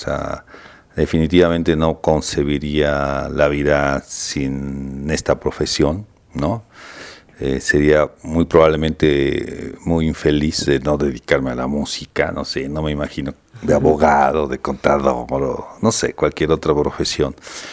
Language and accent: Spanish; Mexico City, Mexico; yo soy de aquí, del Distrito Federal, nací en una colonia que es la colonia Doctores. Y pues básicamente aquí hice mi carrera